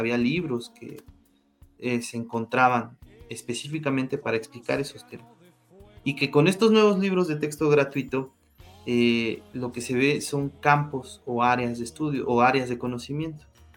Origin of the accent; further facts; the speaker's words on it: Mexico; Y como mexicanos y como seres humanos, entendemos que esta perspectiva